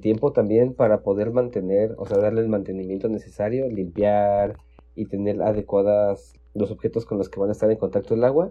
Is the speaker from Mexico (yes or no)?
yes; Mexico; no tenemos como mexicanos la cultura del mantenimiento preventivo